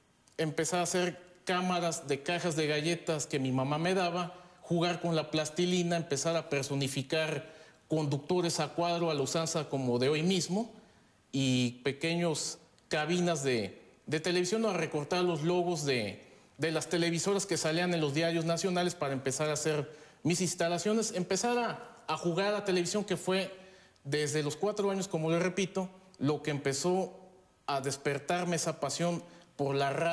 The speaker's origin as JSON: {"language": "Spanish", "town": "Zamora", "region": "Michoacán", "country": "Mexico", "tie": "born or raised there", "said": "Después en Zamora, Michoacán, de donde yo soy originario."}